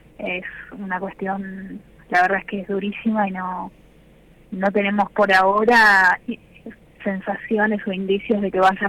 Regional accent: Bahía Blanca, Buenos Aires Province, Argentina; yo soy de la provincia de Buenos Aires, soy de Bahía Blanca, pero a ver, los que somos de Bahía Blanca nos consideramos del sur.

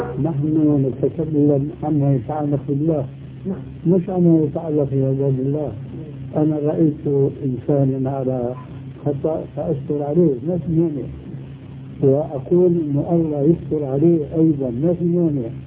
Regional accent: Syria; وكلها لا تجوز عندنا في سوريا

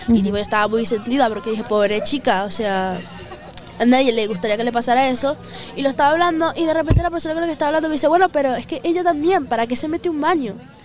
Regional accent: Venezuela; moved away; yo soy de Venezuela y yo vine aquí hace unos 10 meses ya, casi 11.

